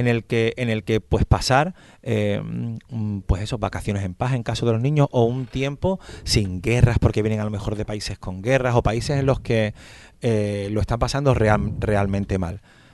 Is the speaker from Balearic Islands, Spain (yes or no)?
no; Andalusia, Spain; porque yo soy de Andalucía y conozco esa asociación